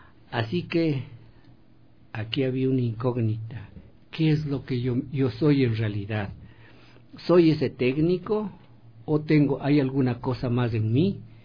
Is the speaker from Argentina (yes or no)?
no; Quinchucajas, Pichincha, Ecuador; born there; also born or lived in Cayambe; yo nací en Quinchucajas, que está es que es un caserío que está entre Cayambe y Casio Otavalo, ¿no? Entonces yo salí de este caserío